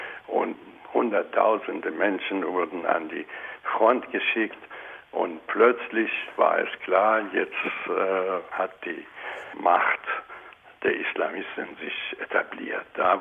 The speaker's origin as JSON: {"language": "German", "country": "Iran", "moved": "yes", "said": "Ich habe eine große Sehnsucht nach meiner Heimat und ich hoffe, da irgendwann zurückkehren zu können."}